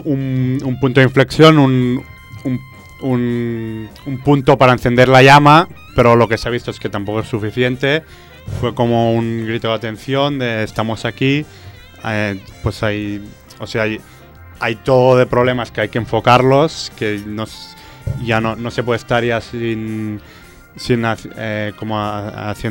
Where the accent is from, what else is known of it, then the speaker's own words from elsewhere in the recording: Barcelona, Catalonia, Spain; en Barcelona, que es de donde vengo yo